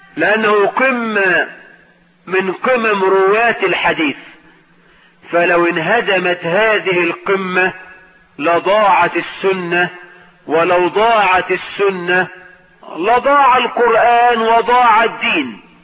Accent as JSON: {"language": "Arabic", "country": "Egypt", "said": "بلدنا مصر"}